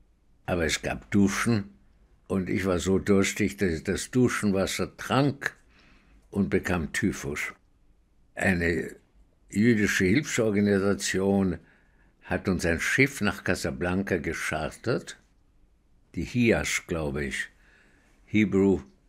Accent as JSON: {"language": "German", "country": "Austria", "said": "Und ich sagte, nee, ich bin aus Österreich."}